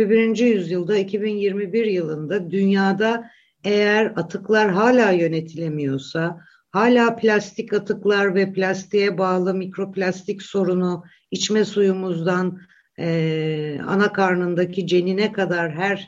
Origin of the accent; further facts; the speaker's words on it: Black Sea Region, Turkey; Örneğin ben Karadenizliyim.